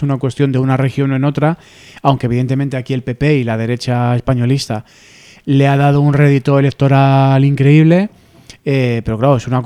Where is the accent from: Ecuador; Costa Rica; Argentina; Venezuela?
Costa Rica; De Costa Rica